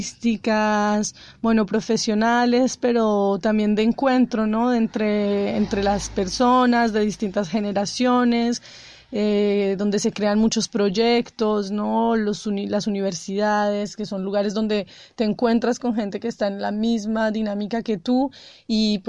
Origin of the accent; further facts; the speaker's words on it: Bogotá, Colombia; now in France; Bueno, yo soy una colombiana que crecí en Bogotá, bueno, al lado de la ciudad siempre. Y hace 5 años me vine a vivir al campo, en el sur de Francia.